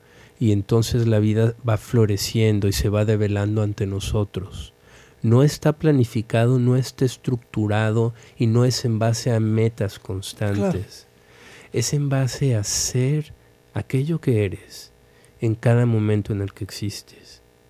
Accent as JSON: {"language": "Spanish", "country": "Mexico", "said": "Y una de ellas es que estamos bien instalados en la víctima"}